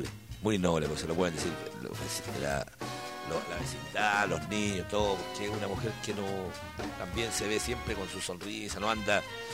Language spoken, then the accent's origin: Spanish; Valparaíso, Chile; somos porteños todos, pero como le digo, es un cerro especial.